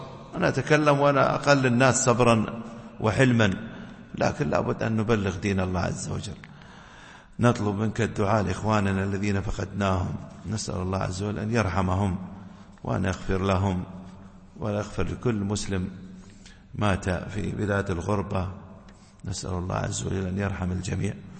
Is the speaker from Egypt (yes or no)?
no; United Arab Emirates; في كثير من المساجد عندنا في الإمارات